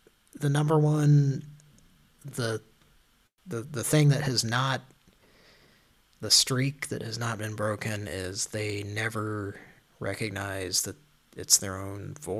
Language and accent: English; Oklahoma, United States; That I'm from Oklahoma.